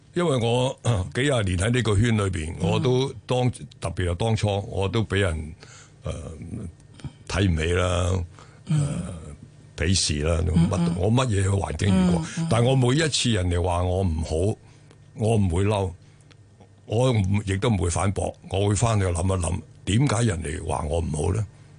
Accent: China; now in Hong Kong; 大陆嘅，我系喺中国

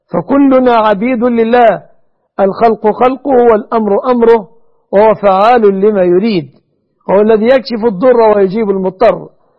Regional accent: Egypt

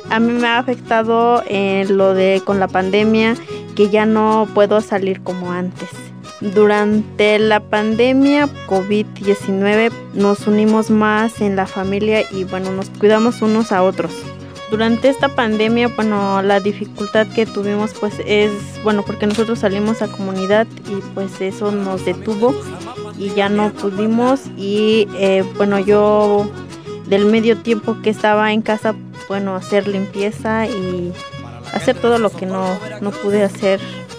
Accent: Ayotuxtla, Mexico; tengo 35 años, vengo de la comunidad de Ayotuxtla y hablo el otomí.

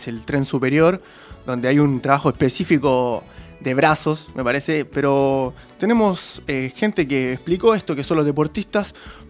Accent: Santiago, Santiago Metropolitan, Chile; yo soy de Chile, vivo en Santiago y en Santiago no hay mar. No hay mar, no hay lago, no hay nada.

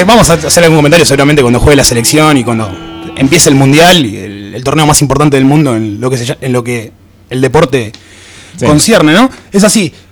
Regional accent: Lomas de Zamora, Buenos Aires Province, Argentina; also born or lived in Banfield / Temperley; Nosotros que somos de Loma de Zamora, de Banfield, de Temperley.

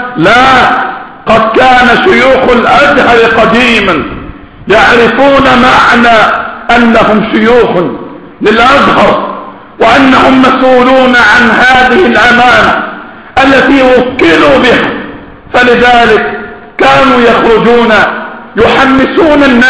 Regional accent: Egypt; ونحن ذكرنا ولا زلنا نذكر ونكرر أن في بلدنا مصر قنبلة موقوتة

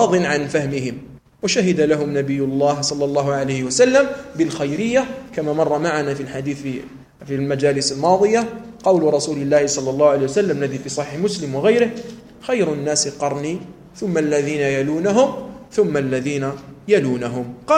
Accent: Algeria; لأنه لا يدري كثيرا من الأشياء التي عندنا في الجزائر

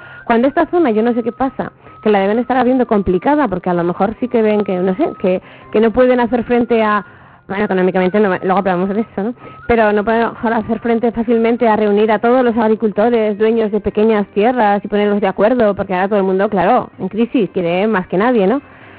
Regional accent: Zaragoza, Aragon, Spain; por ejemplo, yo soy de Torrero, pues la lista que tenemos en Torrero de cosas.

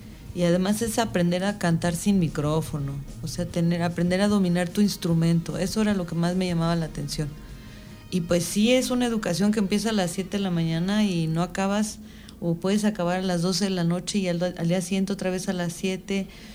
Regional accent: Michoacán, Mexico; also born or lived in Mexico City; Sí, nací en la Ciudad de México, pero como mis papás son michoacanos, me llevaron muy chiquita para allá.

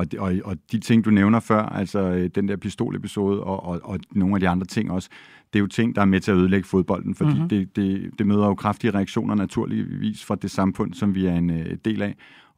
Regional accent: Copenhagen, Capital Region of Denmark, Denmark; fordi jeg er københavner, københavnerdreng

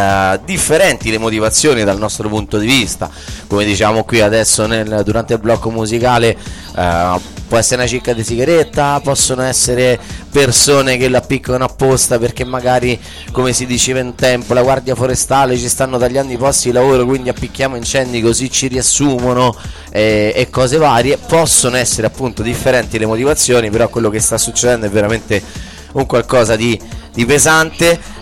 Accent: Sardinia, Italy; born there; accent: Sardinian; Io sono nato in Sardegna, quindi magari a me mi colpisce un po' di più

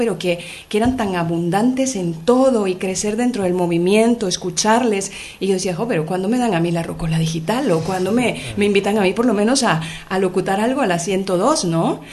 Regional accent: Guatemala; Soy de Guatemala y he hecho comunicación social la mayor parte de mi vida.

